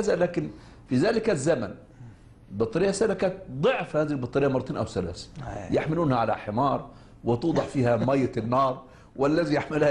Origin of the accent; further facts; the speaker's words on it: Egypt; عندنا في مصر الناس في صلاة الجمعة عندما يذهبون المسجد قبل الصلاة بنصف ساعة